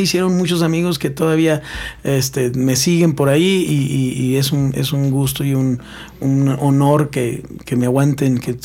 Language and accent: Spanish; Mexico City, Mexico; moved away as an adult; Entonces, pues me vengo de la Ciudad de México. Yo ya tocaba en muchos lugares allá.